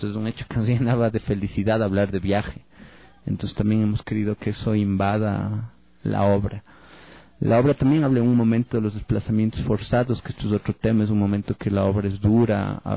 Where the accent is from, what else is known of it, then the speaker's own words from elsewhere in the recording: Ecuador; En realidad todos nos definimos como ecuatorianos, en realidad esta idea de ecuatorianidad es tan cerrada.